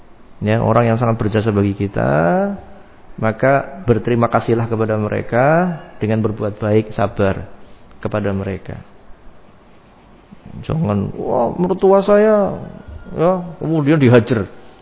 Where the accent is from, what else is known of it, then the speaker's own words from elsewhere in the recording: Brebes, Central Java, Indonesia; Saya masih ingat dulu ada di kampung saya sana di Brebes